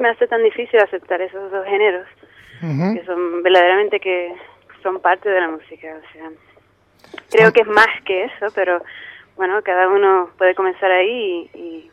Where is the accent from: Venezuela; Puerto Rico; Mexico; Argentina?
Puerto Rico; born there; Steve nació en Alemania y yo nací en Puerto Rico, y es una mezcla también de idiomas. Canto en castellano igual que en inglés.